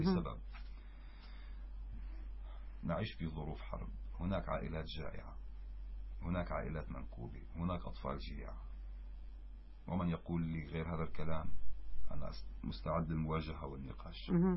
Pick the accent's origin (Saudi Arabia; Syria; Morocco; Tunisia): Syria; كما حصل عندنا في سوريا، معروف تاريخيا.